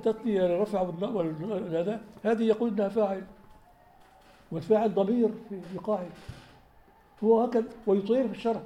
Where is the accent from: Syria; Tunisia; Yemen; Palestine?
Syria; عندما قام الانفصال عندنا في سوريا منذ 50 سنة